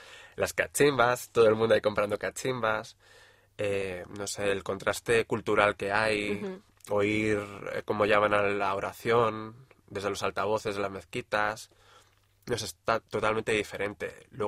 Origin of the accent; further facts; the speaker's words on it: Spain; como buenos españoles que somos